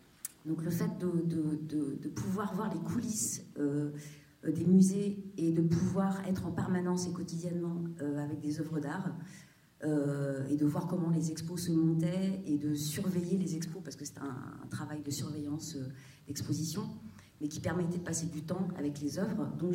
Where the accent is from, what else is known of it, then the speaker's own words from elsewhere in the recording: Auvergne-Rhône-Alpes, France; also born or lived in Saint-Étienne / Paris; d'avoir fait mes études à Saint-Étienne, parce que je suis native de Haute-Loire, dans un milieu paysan, mes parents étaient agriculteurs, donc le fait d'avoir quitté la ferme et d'être allée à Saint-Étienne, donc faire mes études, puis rentrer aux Beaux-Arts